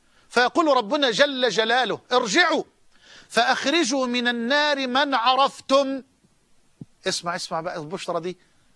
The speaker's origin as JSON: {"language": "Arabic", "country": "Egypt", "said": "وأسأل الله جل وعلا أن يجعل بلدنا مصر أمنا أمانا"}